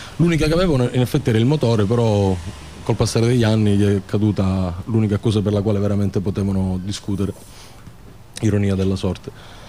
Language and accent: Italian; Palermo, Sicily, Italy; non siamo di Genova, siamo di Palermo